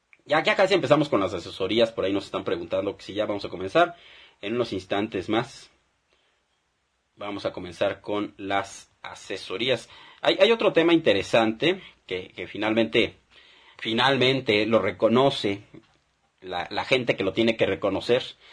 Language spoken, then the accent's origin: Spanish; Mexico; como pueblo mexicano, como ciudadanos, tendríamos que alzar la voz